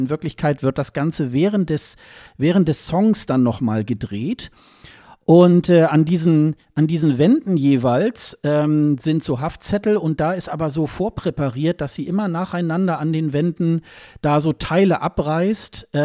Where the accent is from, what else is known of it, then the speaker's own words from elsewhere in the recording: Germany; zumindest für mich als Westeuropäer, als Deutscher eigentlich ein ganz gängiger Song